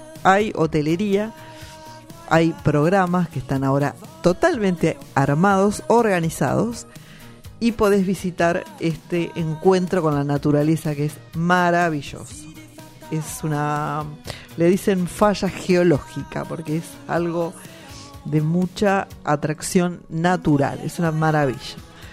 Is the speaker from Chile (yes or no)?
no; Argentina; Así que nosotros como argentinos, lo repito una y mil veces, tenemos que conocer más nuestro país.